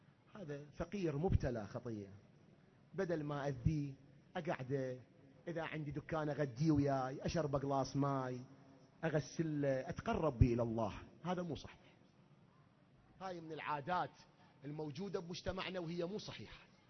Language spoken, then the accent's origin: Arabic; Iraq; الكرم اللي عندنا كعراقيين، عندنا خصال هواي طيبة